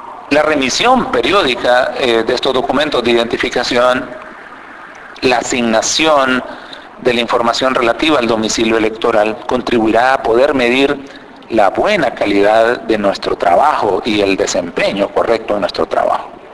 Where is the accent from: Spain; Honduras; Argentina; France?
Honduras; Soy técnico registral hondureño.